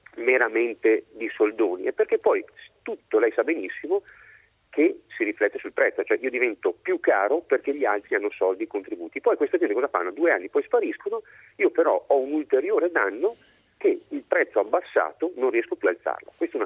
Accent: Verona, Veneto, Italy; Io sono del Veneto, di Verona, ho un'attività che è in piedi del 65

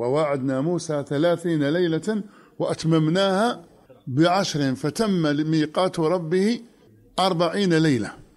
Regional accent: Oran, Oran Province, Algeria; عندنا في وهران

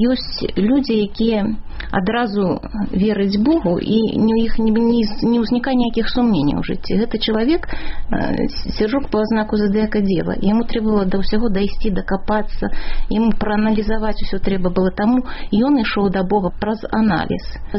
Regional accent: Vitebsk Region, Belarus; І ў мяне тая ж была сітуацыя, я з Віцебщыны, у Ахрымчыка вучылася

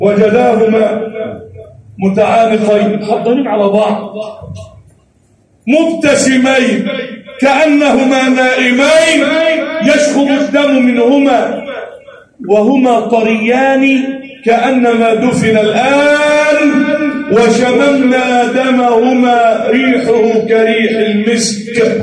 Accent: Egypt; اجعل بلدنا مصر أمنا أمانا، سخاء رخاء

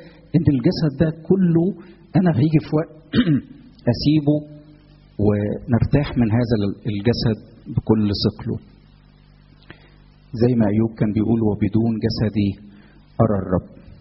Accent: Egypt; انا مصري، يعني انا الدنيا عندي هاديه، ما فيش حاجه، يعني في مصر ما فيش مشاكل.

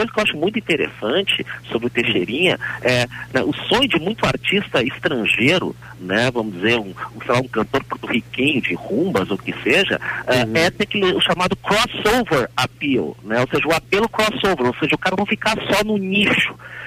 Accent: Piauí, Brazil; born there; moved away; also born or lived in Rio Grande do Sul; Eu nasci no Piauí, mas morei a maior parte da minha vida aqui no Rio Grande do Sul, por causa desse meu sotaque

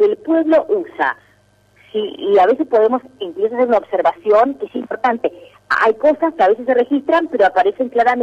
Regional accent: Argentina; lo digo yo que además de Argentina soy absolutamente gallega y de origen.

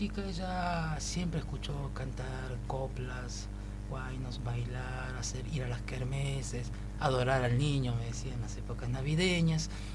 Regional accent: Guaymallén, Mendoza, Argentina; Yo empecé por esa edad, por allá por Mendoza. Soy de Mendoza, de Guaymallén.

